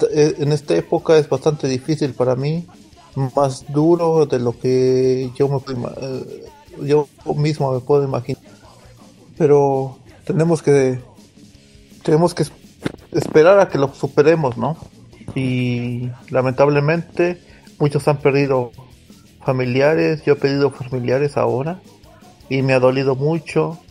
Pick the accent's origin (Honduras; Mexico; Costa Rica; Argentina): Mexico; Mexico City; now in Stockholm, Sweden; de Estocolmo. Bueno, vivo en Estocolmo, soy de México, soy del DF y nunca voy a dejar de ser el mexicano.